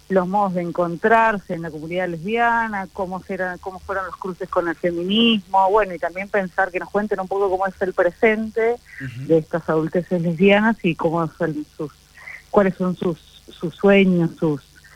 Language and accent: Spanish; Buenos Aires, Argentina; somos de acá, así que bueno, en esta primer temporada hicimos 5 lesbianas de la Ciudad de Buenos Aires